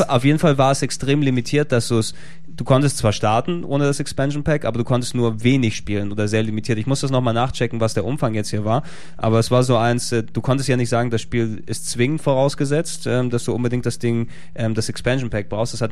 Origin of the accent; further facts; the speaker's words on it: Greece; Ich bin Grieche, was soll ich sagen?